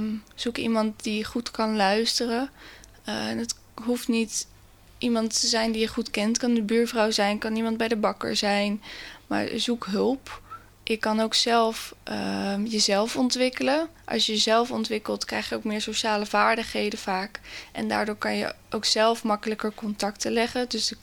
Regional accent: Westland, South Holland, Netherlands; now in Naaldwijk, Netherlands; ik kom uit Westland, ik woon in Naaldwijk. Ik ben 24 jaar

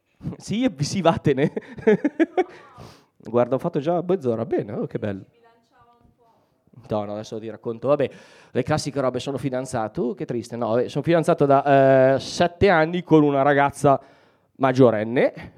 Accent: Mantua, Lombardy, Italy; io ho un problema con le S, vengo da Mantova ma siamo quasi emiliani, quindi abbiamo un problema con la S sibilina

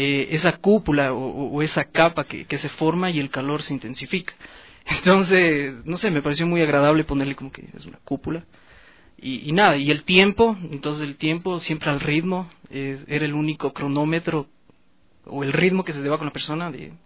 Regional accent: Quito, Pichincha, Ecuador; yo como quiteño nato, creo, nos gusta la tristeza o la melancolía

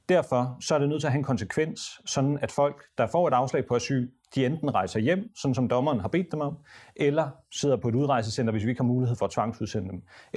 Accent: Somalia; now in Denmark; Godt nok er jeg fra Somalia, men jeg fik ikke den der kampagne.

